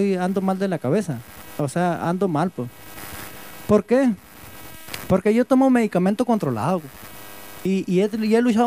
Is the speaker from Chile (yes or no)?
no; Guadalupe de Ures, Sonora, Mexico; yo soy de Guadalupe de Ures, ¿no? En el rancho San Pedro.